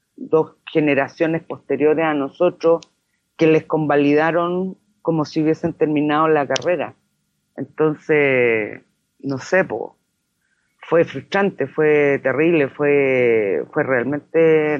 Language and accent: Spanish; Ñuñoa, Santiago Metropolitan Region, Chile; born there; nací en Ñuñoa, en el Hospital de Carabineros de Chile, un día 17 de mayo de 1962.